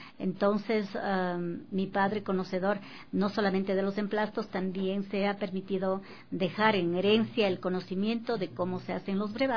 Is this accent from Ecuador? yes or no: yes; Cotacachi, Imbabura, Ecuador; born there; yo nací en Cotacachi, pero mis padres son oriundos de la comunidad de Peguche y de Quinchuquí.